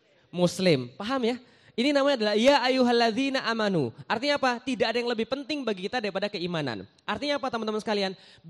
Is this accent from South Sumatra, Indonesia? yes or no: yes; Palembang, South Sumatra, Indonesia; born there; now in Jakarta, Indonesia; saya lahir di Palembang. Saya seorang Chinese keturunan. Saya juga sekarang tinggal di Jakarta.